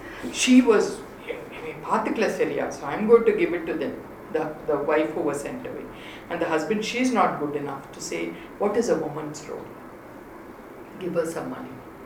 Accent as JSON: {"language": "English", "region": "South India", "country": "India", "tie": "born or raised there", "said": "as an Indian and somebody who's born and brought up in South India"}